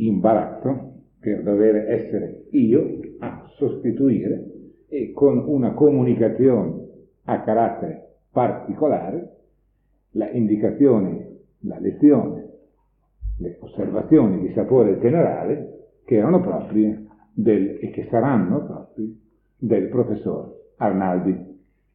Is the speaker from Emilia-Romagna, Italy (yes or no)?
yes; Bologna, Emilia-Romagna, Italy; io stesso sono bolognese di nascita, voglio dire di formazione